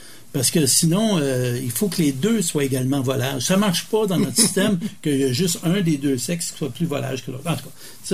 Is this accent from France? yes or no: no; Montreal, Quebec, Canada; je suis un Québécois, francophone, canadien, nord-américain, il y a plusieurs échelles de culture, là, mais je suis un Québécois, francophone, un Montréalais.